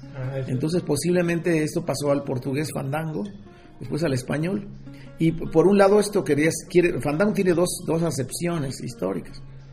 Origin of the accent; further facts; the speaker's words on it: Jaltipan, Veracruz, Mexico; soy nativo de un pueblo en el sur de Veracruz que se llama Jaltipan, donde pues todo el mundo tocaba y había grandes fandangos y todo el mundo le entraba al son